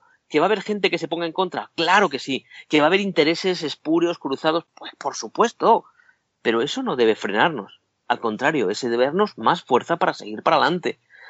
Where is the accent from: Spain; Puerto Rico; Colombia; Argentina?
Spain; Yo soy castellano